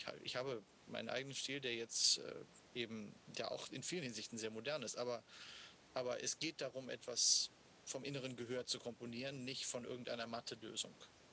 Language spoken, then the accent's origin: German; Washington, District of Columbia, United States; Weil ich dieses Stück so oft gesehen habe als Kind und als Teenager in Washington gibt es ein wunderbares Shakespeare-Theater.